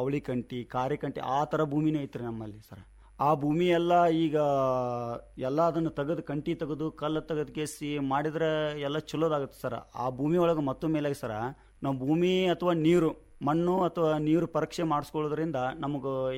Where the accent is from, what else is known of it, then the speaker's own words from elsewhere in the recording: Honnala, Karnataka, India; Honnali sir. ನಾವು ಇರೋದು ಮೂಲತಃ ಇಲ್ಲಿ ಚಿಕ್ಕಸಮ್ಮ ಹತ್ರ ಇರ್ತೀವಿ ಸರ್. ನಮ್ಮ ಜಮೀನು ಅಲ್ಲೇ ಐತಿ.